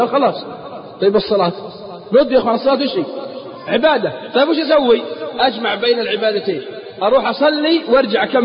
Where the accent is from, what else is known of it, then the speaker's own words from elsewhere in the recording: Al-Qassim, Saudi Arabia; عندنا في القصيم يقول مالي شغل